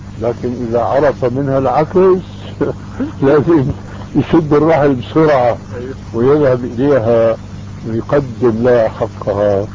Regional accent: Syria; كما يقولوا عندنا في الشام

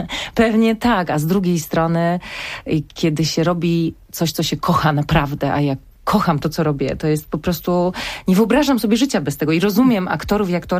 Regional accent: Silesian Voivodeship, Poland; jestem Ślązaczką

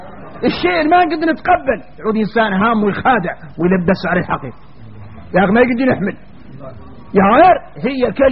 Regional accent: Mauritania; إذا احنا موريتاني مرضى القلوب

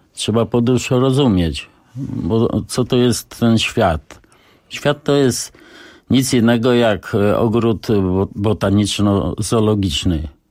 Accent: Warsaw, Masovian Voivodeship, Poland; No właśnie, wywodzę się z Targówka, tej części najstarszej w Warszawie

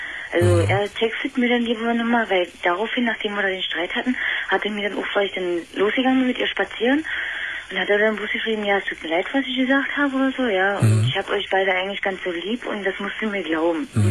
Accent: Magdeburg, Saxony-Anhalt, Germany; Nee. Ich komme aus Magdeburg.

